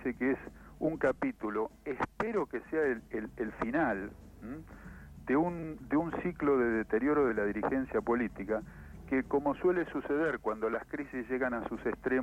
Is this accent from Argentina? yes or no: yes; Argentina; cosa que como argentino me duele muchísimo